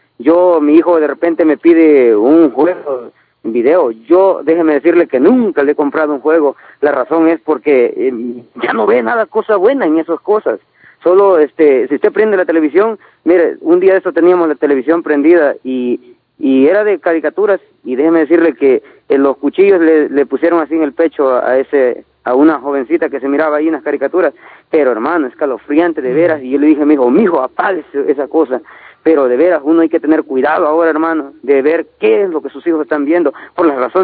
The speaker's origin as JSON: {"language": "Spanish", "country": "El Salvador", "said": "yo soy de El Salvador"}